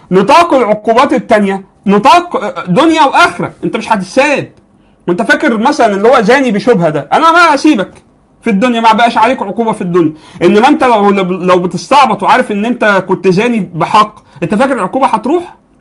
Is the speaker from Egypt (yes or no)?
yes; Egypt; يعني عندنا في مصر مثلا هتلاقي في حاجة اسمها جنحة